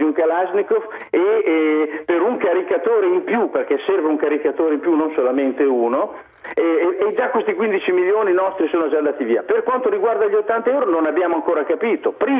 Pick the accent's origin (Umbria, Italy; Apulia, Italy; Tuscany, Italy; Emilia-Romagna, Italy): Emilia-Romagna, Italy; Imola; io sono di Imola ad esempio